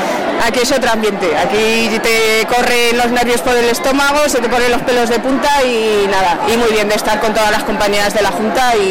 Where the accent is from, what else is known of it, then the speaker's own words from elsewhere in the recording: Ribaforada, Navarre, Spain; Pues un orgullo para mí que soy de Ribaforada